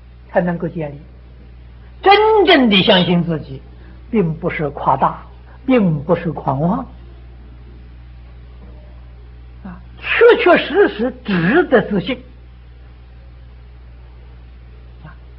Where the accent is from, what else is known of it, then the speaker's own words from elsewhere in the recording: China; 唯有我们中国人很谦虚